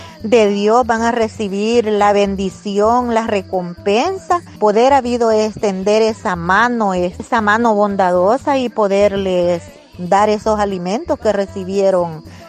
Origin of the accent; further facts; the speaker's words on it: Izalco, Sonsonate, El Salvador; soy del departamento de Sonsonate y municipio de Izalco.